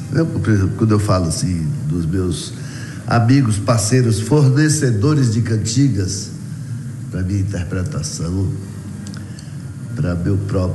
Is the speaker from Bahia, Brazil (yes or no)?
yes; Vitória da Conquista, Bahia, Brazil; Rádio Câmara de Vitória da Conquista, minha terra.